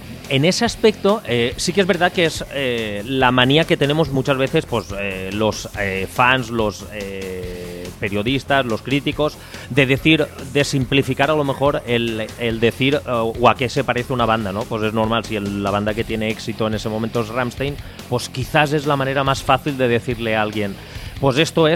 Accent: Ontinyent, Valencian Community, Spain; yo soy de Ontinyent, que estaré unos 40 o 50 kilómetros más o menos de donde vives tú.

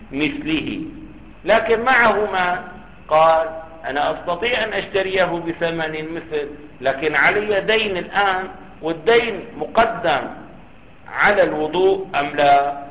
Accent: Damascus, Damascus Governorate, Syria; والله عندنا في دمشق 25 أو مجانا

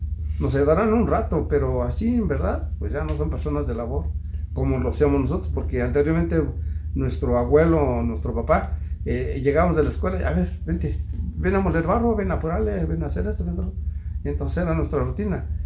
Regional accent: Metepec, State of Mexico, Mexico; De aquí de Metepec. Aquí en Metepec, ellos eran olleros

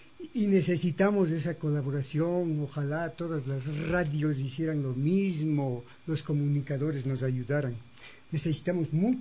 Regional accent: Ecuador; importante para todos nosotros como sociedad ecuatoriana

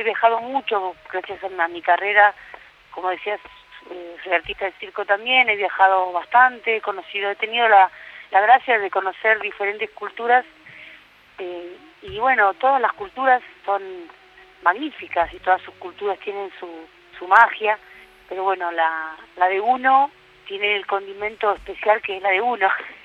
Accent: Bariloche, Río Negro, Argentina; moved away as an adult; now in Switzerland; yo nací en Buenos Aires y desde chiquitita, que digamos toda mi infancia y mi adolescencia, la pasé en Bariloche. Y me fui a Suiza desde Bariloche, sí.

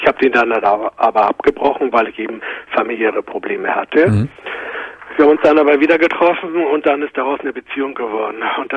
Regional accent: Hamburg, Germany; also ich komme aus Hamburg

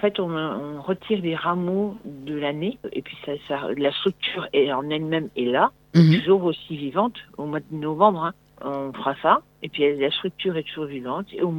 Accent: Fougères-en-Bois, Grand Est, France; Alors, je suis moi native de Fougères-en-Bois. J'habitais de la Croix-sur-Meuse, en fait. Juste le village avant.

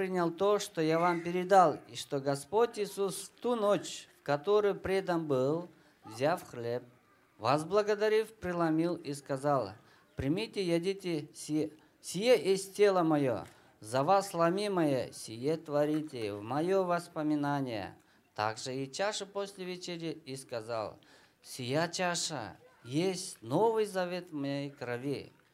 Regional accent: Kyrgyzstan; Я приехал из Кыргызстана.

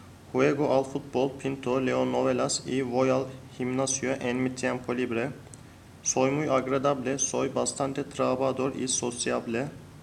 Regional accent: Bursa, Turkey; first language Turkish; Spanish is a second language; now in Istanbul, Turkey; Soy de Bursa, pero ahora vivo en Sarıyer, Estambul. Hablo turco muy bien porque es mi lengua materna. Hablo y escribo inglés muy bien. Entiendo un poco de español.

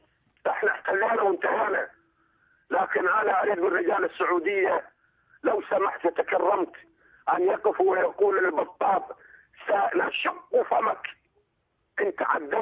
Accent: Fallujah, Al Anbar, Iraq; احنا تكون من العراق

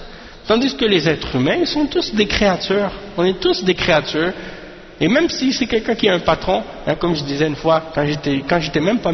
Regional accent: Montreal, Quebec, Canada; born there; je suis né à Montréal, je ne connais même pas ces choses-là.

